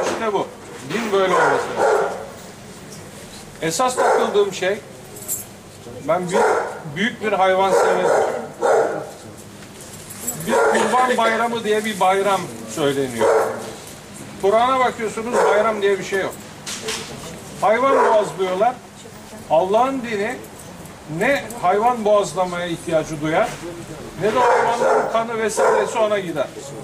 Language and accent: Turkish; İzmir, Turkey; Doğma, büyüme, yaşlanma İzmirliyim.